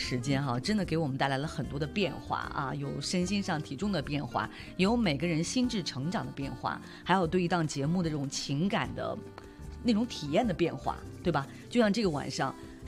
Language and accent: Chinese; China; 只不过我们中国人更喜欢，就是说过了这个农历年哈